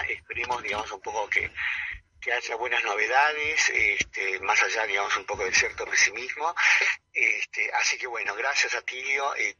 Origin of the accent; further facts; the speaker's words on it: Buenos Aires, Argentina; born there; yo nací en La Boca, yo nací en el Argerich.